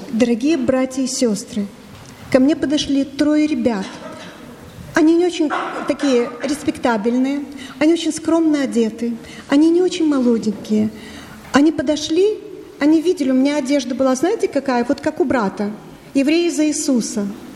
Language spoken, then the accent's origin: Russian; Odesa, Odesa Oblast, Ukraine; Ну, я с Украины, я из Одессы, как вы поняли.